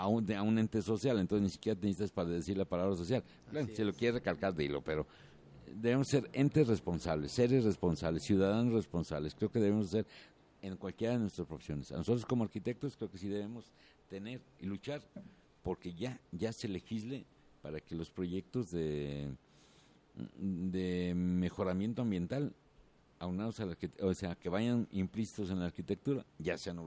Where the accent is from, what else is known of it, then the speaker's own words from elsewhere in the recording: Mexico; Como mexicano, me toca algo.